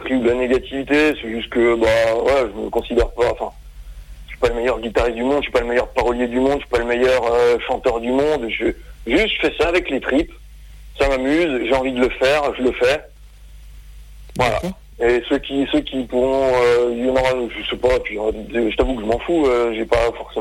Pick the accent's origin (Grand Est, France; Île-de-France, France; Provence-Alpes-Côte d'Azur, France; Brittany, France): Grand Est, France; Colmar; je suis de Colmar, il y avait une émission de radio à Colmar